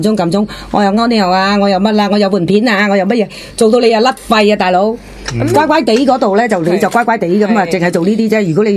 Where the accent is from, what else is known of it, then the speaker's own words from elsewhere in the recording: China; 我哋都中国人有一句说话啦